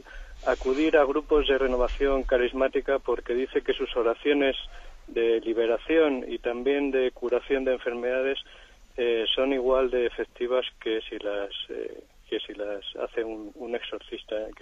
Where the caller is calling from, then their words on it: Madrid, Community of Madrid, Spain; de Madrid.